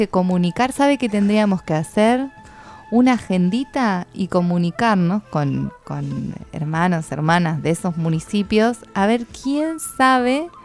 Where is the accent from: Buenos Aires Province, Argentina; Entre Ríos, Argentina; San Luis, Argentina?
Buenos Aires Province, Argentina; Tandil; Yo, por ejemplo, vengo en mi pueblo, Tandil.